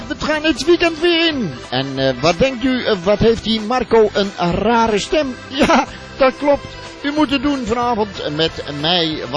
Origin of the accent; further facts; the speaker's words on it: Limburg, Netherlands; En zeker voor mij als Limburger zijnde.